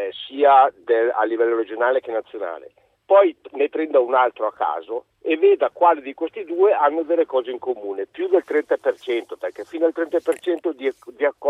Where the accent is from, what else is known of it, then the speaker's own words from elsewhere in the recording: Arcore, Lombardy, Italy; also born or lived in Monza; Io sono di Arcore, sono nato a Monza